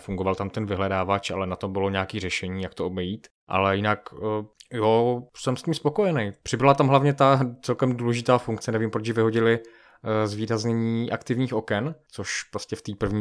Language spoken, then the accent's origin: Czech; Moravian-Silesian Region, Czechia; accent: Silesian; Ty tam nemáš ten slezský akcent, já jsem ze Slezska